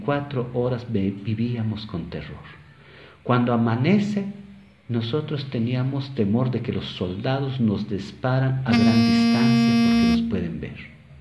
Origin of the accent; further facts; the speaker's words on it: Santa Cruz del Quiché, Quiché, Guatemala; Spanish is a second language; porque yo soy de Santa Cruz del Quiché y hablo Quiché